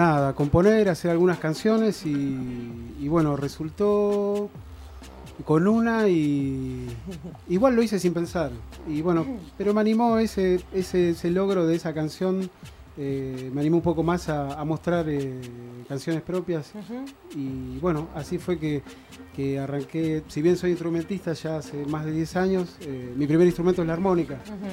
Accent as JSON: {"language": "Spanish", "town": "Lanús", "region": "Buenos Aires Province", "country": "Argentina", "tie": "born there", "said": "yo nací en el conurbano, en Lanús."}